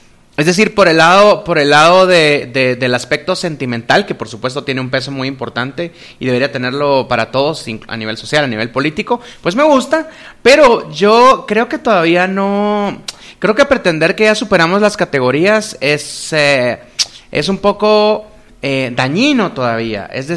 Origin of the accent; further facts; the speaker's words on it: Guatemala; born there; todos pertenecemos a un accidente geográfico llamado Guatemala, porque por casualidad aquí nacimos